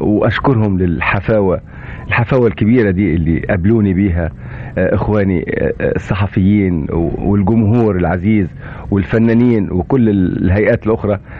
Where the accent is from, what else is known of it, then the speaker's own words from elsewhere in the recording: Egypt; وإخوتي هنا في بلدي مصر